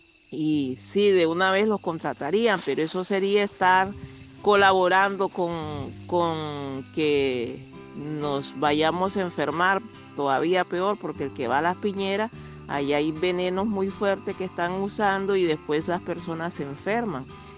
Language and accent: Spanish; Nicaragua; now in Costa Rica; soy residente, soy nicaragüense, residente acá en Costa Rica